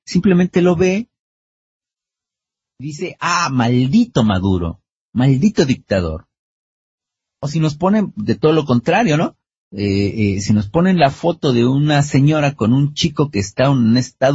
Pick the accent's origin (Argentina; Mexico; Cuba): Mexico; nosotros mismos como mexicanos no nos damos cuenta de muchas cosas que están sucediendo en México